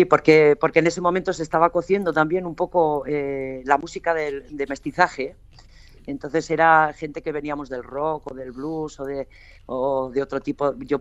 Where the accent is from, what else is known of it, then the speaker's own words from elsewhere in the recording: Pamplona, Navarre, Spain; now in Madrid, Spain; yo soy de Pamplona, pero en el 94 ya me vine para Madrid